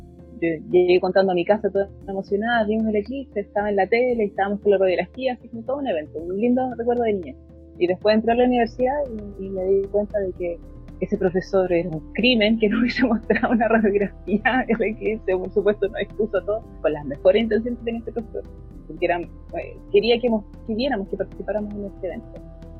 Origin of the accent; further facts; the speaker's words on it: Los Angeles, California, United States; yo soy de Los Ángeles, no había sido para una actividad en Los Ángeles, ahora no puedo viajar